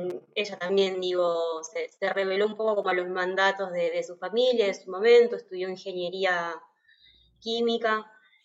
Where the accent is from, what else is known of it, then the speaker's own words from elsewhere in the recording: Campana, Buenos Aires Province, Argentina; yo nací acá en Ciudad de Buenos Aires, pero crecí y me crié en Campana. Toda mi familia es de Campana, que es una ciudad que está acá a 80, 100 kilómetros de la Ciudad de Buenos Aires.